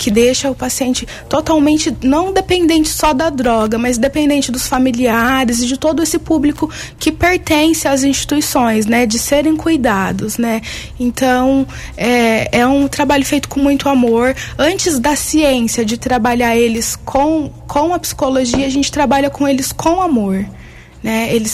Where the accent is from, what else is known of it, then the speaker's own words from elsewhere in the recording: Tapiratiba, São Paulo, Brazil; após a formatura eu comecei um trabalho em Tapiratiba, que é a minha cidade natal